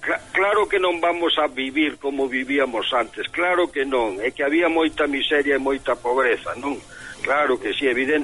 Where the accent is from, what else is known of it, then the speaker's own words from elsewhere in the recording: Galicia, Spain; Para nós sempre foi, para os galegos, algo moi íntimo